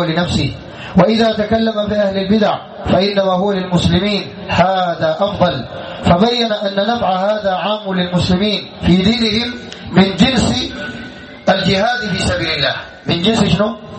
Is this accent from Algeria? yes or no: no; Sudan; بدع عندنا في السودان